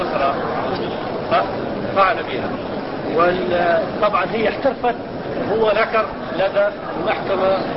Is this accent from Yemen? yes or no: no; Libya; أنا الأخ من ليبيا